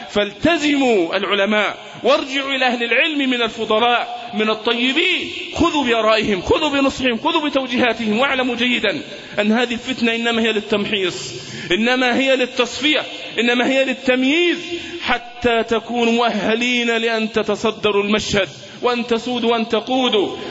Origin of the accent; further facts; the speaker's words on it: Egypt; المؤامرة التي دبرت لنا كمصريين